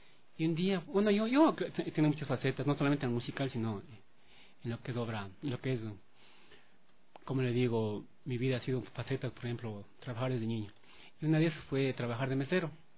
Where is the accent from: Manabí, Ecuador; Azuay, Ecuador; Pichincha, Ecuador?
Pichincha, Ecuador; Machachi; Yo soy de Machachi, de un barrio llamado Huiti.